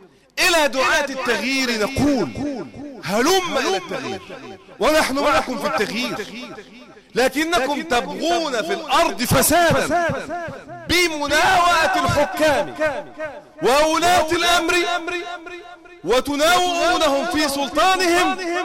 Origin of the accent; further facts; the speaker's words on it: Egypt; يعني يا رجالة إحنا فلاحين، أنت مقتنع إن إحنا عندنا في مصر أزمة سكر؟